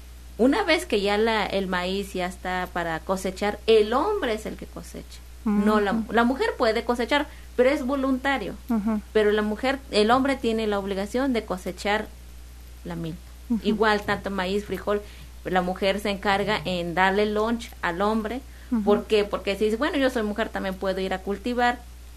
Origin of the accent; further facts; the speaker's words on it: Mexico; los que somos mexicanos, pues nos moriríamos, ¿no?